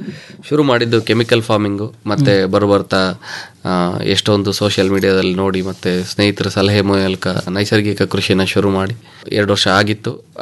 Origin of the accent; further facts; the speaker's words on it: Krishnarajanagara, Karnataka, India; also born or lived in Holenarasipura; ಮೂಲತಃ ನಮ್ಮದು ಹೊಳೆ ನರಸೀಪುರ, ತಂದೆ ವಿಲೇಜ್ ಅಕೌಂಟೆಂಟ್ ಆಗಿದ್ದರು, ತಾಯಿ ಗೃಹಿಣಿ. ನಾವು ಸೆಟ್ಲ್ ಆಗಿದ್ದೆಲ್ಲ ಕೆಆರ್ ನಗರದಲ್ಲಿ, ತಂದೆಗೆ ಕೆಲಸ ಕೆಆರ್ ನಗರ ಸುತ್ತಮುತ್ತ ಇತ್ತು.